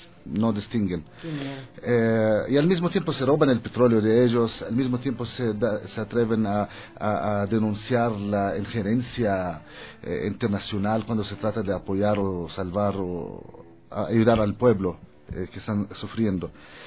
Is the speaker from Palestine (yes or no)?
yes; Palestine; Spanish is a second language; also born or lived in Germany; now in Ecuador; En Alemania, cuando me preguntaban, ¿de dónde eres? Yo contestaba, de Palestina.